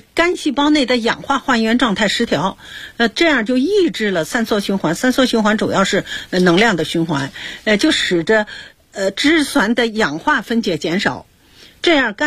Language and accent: Chinese; China; 还有一个就是我们中国人呢，这个酒精性脂肪肝也是非常非常多的